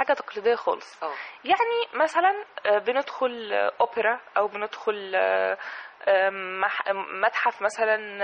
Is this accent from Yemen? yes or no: no; Egypt; إحنا محتاجين الفنانين التشكيليين وفنانين العمارة عندنا في مصر